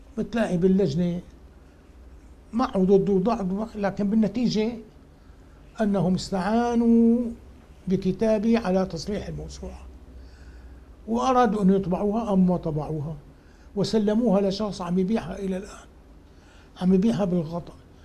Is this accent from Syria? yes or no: yes; Mayadin, Deir ez-Zor Governorate, Syria; لا، نحن شوام ميادنة حسينية.